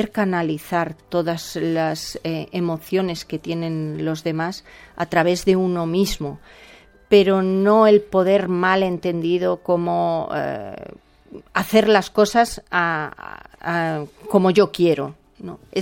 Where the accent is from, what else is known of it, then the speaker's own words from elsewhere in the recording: Madrid, Community of Madrid, Spain; yo como madrileña, me llega mucho toda la zarzuela madrileña